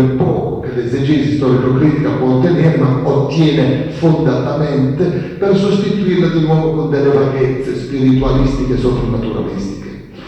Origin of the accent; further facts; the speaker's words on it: Savona, Liguria, Italy; now in Trento, Italy; vengo da Savona, ma sono insegnante qui all'Istituto di Trento, quindi sono trentino in questo.